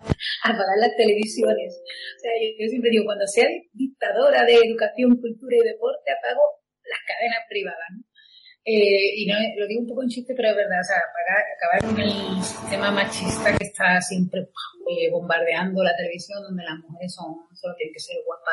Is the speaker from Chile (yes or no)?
no; Seville, Andalusia, Spain; Y me fui a estudiar a Madrid, a la Complutense, yo soy de Sevilla.